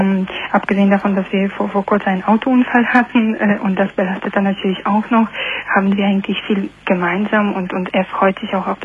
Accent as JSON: {"language": "German", "country": "Poland", "second_language": "German", "said": "Aus Polen."}